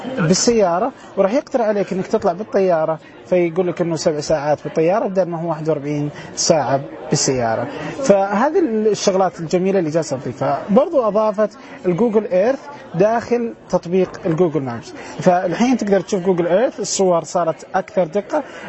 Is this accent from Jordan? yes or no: no; Saudi Arabia; في شغلات كثيره من هذه الأشياء مش موجودة عندنا في السعودية وفي الدول العربية